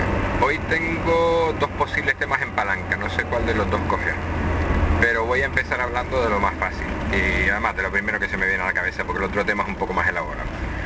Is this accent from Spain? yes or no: yes; Canary Islands, Spain; accent: Canarian; Evidentemente tengo acento canario. A más de uno le costará seguir según qué palabras cuando la diga, sobre todo palabras que tengan Z. Y sobre todo por la costumbre que tenemos los canarios de arrastrar las S, más en Gran Canaria incluso, y de aspirar las H.